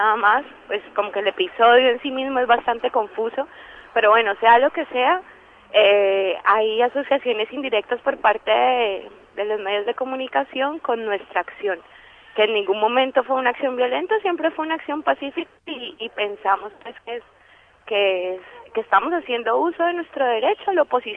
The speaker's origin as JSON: {"language": "Spanish", "country": "Colombia", "moved": "yes", "said": "Que se supone que es un derecho que tenemos como colombianos y colombianas que estamos fuera de nuestro país"}